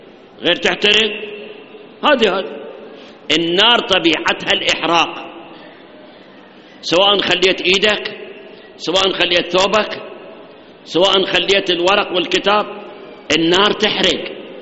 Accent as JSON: {"language": "Arabic", "country": "Iraq", "said": "الآن 3 سنوات عندنا بالعراق جفاف، مطر ماكو"}